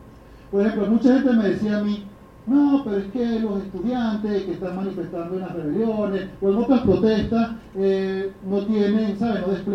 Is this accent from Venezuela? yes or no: yes; Venezuela; now in Mexico; el drama que estamos viviendo como venezolanos